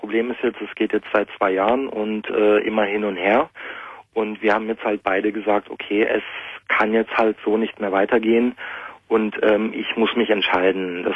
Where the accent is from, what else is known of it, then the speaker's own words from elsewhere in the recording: Germany; ich bin Deutscher.